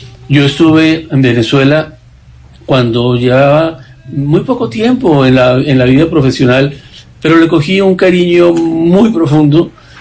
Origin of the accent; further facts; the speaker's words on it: Colombia; fue la primera vez que salí de Colombia después de una primera, cuando estaba recién graduado